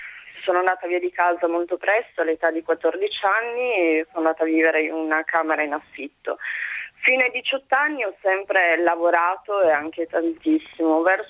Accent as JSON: {"language": "Italian", "town": "Turin", "region": "Piedmont", "country": "Italy", "tie": "born or raised there", "said": "Io sono nata e cresciuta a Torino"}